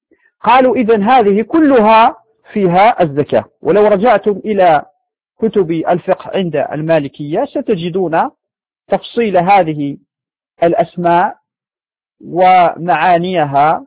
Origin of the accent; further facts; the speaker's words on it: Morocco; يعني عندنا في المغرب هذا نوع من الشعير هو السلك